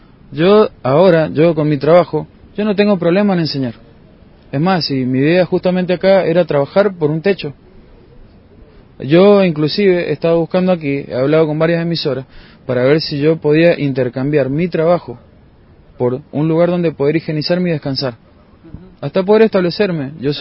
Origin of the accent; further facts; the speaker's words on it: Mendoza, Argentina; born there; yo soy nacido en Mendoza, he venido por provincias